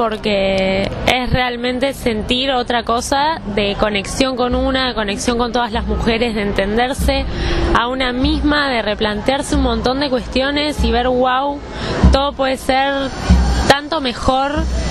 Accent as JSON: {"language": "Spanish", "town": "La Plata", "region": "Buenos Aires Province", "country": "Argentina", "said": "soy acá de La Plata."}